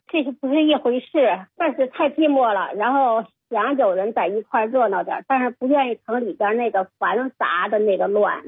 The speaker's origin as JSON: {"language": "Chinese", "region": "Beijing", "country": "China", "said": "我是北京人，我是东四那儿的人。然后我们是2003年在大兴这边租的地，然后盖的房子，房子也挺大的，那院子也挺大的。我们老两口挺寂寞的，而且也是60多岁"}